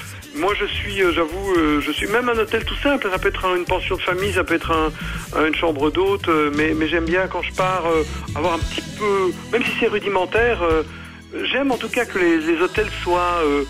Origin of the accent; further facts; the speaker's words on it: Belgium; je confirme que je suis belge, mais ça ne se voit pas